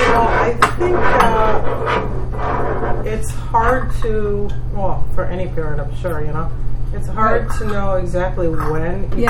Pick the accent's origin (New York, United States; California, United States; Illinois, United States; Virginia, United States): New York, United States; New York City; But remember, I grew up in New York City, so I'm even more paranoid.